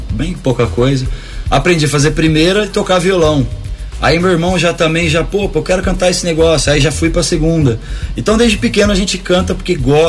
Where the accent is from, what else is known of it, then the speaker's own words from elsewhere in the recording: São Paulo, Brazil; E eu sou paulista de São Paulo, capital.